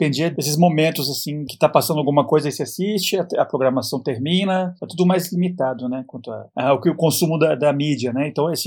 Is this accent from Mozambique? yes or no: no; Colombia; Portuguese is a second language; moved away; quando eu cresci na Colômbia, nos anos 80 e 90